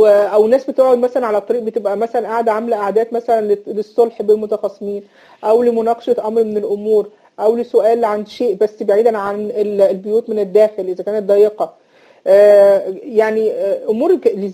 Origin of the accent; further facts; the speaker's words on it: Egypt; إن إحنا عندنا في مصر بنسميها المصاطب